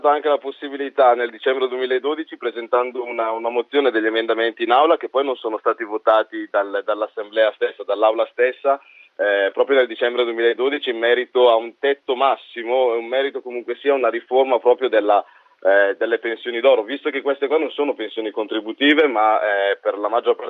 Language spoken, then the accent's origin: Italian; Brescia, Lombardy, Italy; io parlo da bresciano, quindi da pragmatico anche doc